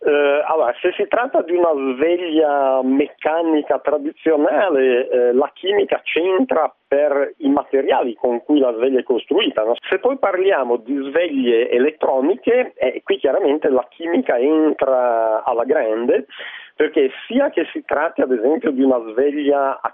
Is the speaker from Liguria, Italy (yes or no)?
yes; Genoa, Liguria, Italy; visto che io sono di Genova.